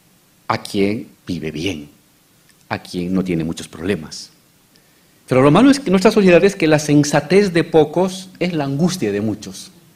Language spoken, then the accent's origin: Spanish; Bolivia; Hace 20 años, en mi país, Bolivia